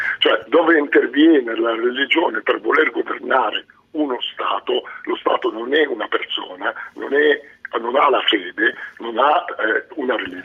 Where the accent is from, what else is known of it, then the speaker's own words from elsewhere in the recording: Egypt; Italian is a second language; moved away as an adult; now in Italy; ma sono nato in Egitto, ho vissuto in Egitto, ho studiato in Egitto, poi l'università l'ho fatta in Italia